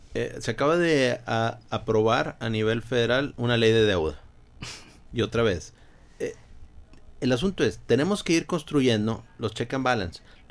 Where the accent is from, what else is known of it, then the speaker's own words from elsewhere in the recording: Mexico; Y nosotros como mexicanos los vemos como actos totalmente conectados.